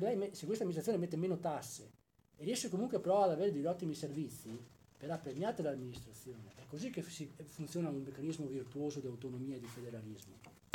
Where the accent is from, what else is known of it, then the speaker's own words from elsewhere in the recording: Veneto, Italy; io vivo in Campania, quindi voglio dire, la mia fidanzata è di Salerno, quindi io sono veneto